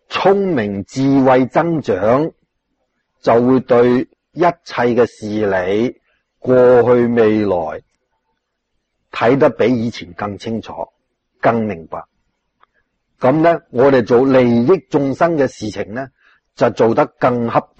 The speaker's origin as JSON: {"language": "Chinese", "country": "China", "said": "我们中国人就什么都吃的，都要杀害的"}